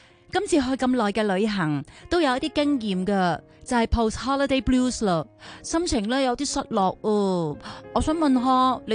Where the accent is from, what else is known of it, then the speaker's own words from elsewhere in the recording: Hong Kong; 我好希望我哋香港人能够齐心努力，制造正面嘅气氛，让到香港成为礼貌之都，发挥好客之道。